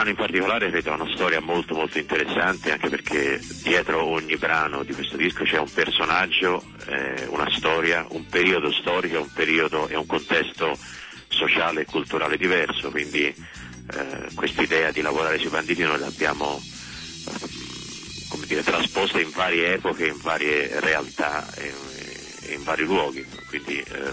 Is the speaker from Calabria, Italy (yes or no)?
no; Tuscany, Italy; da buon toscano me la cavo.